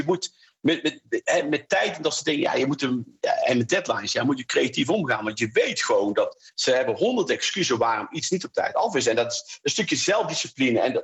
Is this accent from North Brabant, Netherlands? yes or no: yes; North Brabant, Netherlands; Dus ik ben een Brabander, dat scheelt denk ik ook nog wel.